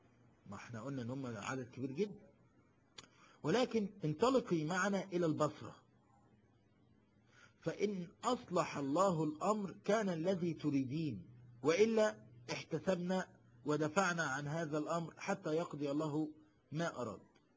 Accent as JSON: {"language": "Arabic", "country": "Egypt", "said": "شوف انا من مصر مش خايف على مصر"}